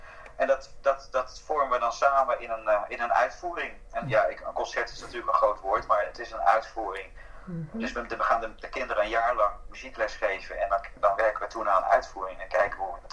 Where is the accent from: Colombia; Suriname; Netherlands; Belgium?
Colombia; Pasto, Nariño; Dutch is a second language; Ik kom uit het zuiden van Colombia, Pasto. En Pasto is een van de armste gebieden van Colombia.